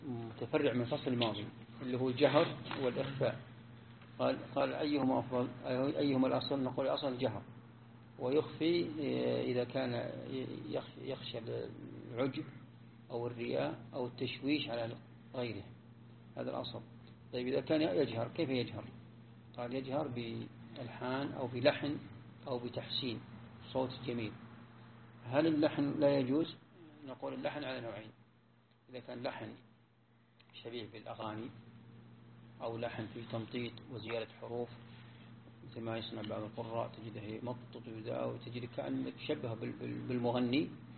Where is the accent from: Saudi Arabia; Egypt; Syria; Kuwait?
Saudi Arabia; Najd; يعني عندنا في نجد هنا قبل 40-50 سنة ما يجودون أبدا